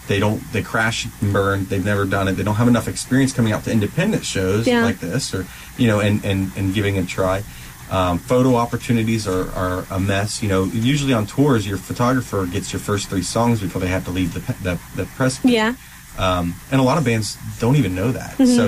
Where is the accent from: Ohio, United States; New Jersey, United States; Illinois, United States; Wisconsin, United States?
Ohio, United States; Columbus; He had a studio up north in Ohio. I grew up in the Columbus area